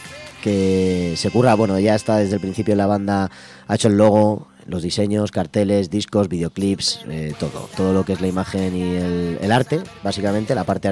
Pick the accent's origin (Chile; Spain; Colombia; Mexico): Spain; Madrid, Community of Madrid; Yo soy de Aluche, nosotros vivimos en Aluche